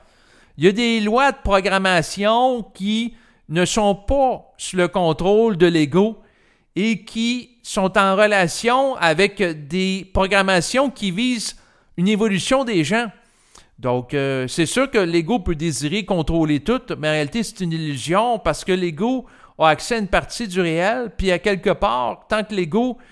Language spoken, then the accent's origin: French; Quebec, Canada; le rituel en tant que Québécois, ben c'était d'aller à la communion pour recevoir l'hostie dans sa bouche